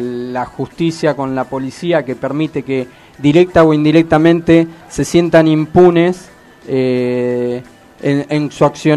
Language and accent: Spanish; Argentina; Vivimos acá cerquita, en el barrio Santos Vega. queda aproximadamente a 10 cuadras de acá, un barrio pobre, muchos lo denominan villa. Y bueno, mi hermano, nosotros nacimos ahí, mi hermano se crió ahí al igual que yo.